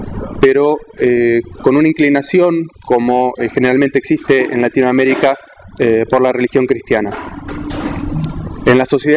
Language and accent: Spanish; Argentina; soy argentino, nací en Argentina y soy musulmán desde hace 17 años, alhamdulillah, y que provengo de una familia católica, tibia, que no era muy practicante